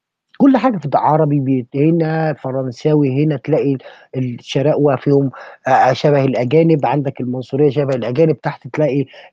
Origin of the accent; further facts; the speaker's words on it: Egypt; انا كمصري بقى انا عرق مصري منحدر من نسل ايه؟ انا منحدر من نسل ايه؟ انا عايز اعرف، يعني انا شخصيا عايز اعرف انا منحدر من نسل ايه؟ انا واحد انا شخصيا امي نوبيه